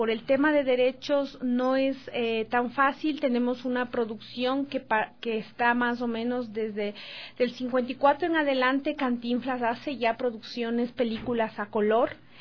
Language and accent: Spanish; Ecuador; Y para nosotros como ecuatorianos también recibimos mucha incidencia de esta cultura en las programaciones.